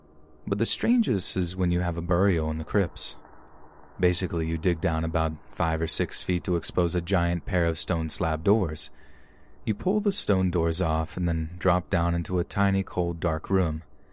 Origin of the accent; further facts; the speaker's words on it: North Carolina, United States; I'm 20 years old and I'm from North Carolina.